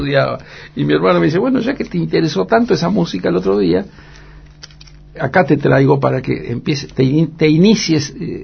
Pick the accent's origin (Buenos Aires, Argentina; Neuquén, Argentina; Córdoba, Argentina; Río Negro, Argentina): Buenos Aires, Argentina; born there; Yo nací en Buenos Aires, pero todos los veranos íbamos para la familia de mamá de allá.